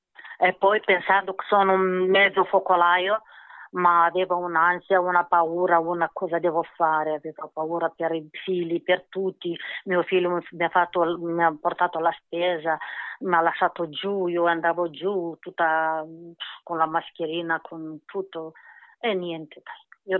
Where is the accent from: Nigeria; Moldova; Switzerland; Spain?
Moldova; Italian is a second language; now in Brescia, Italy; Sì, sono moldava.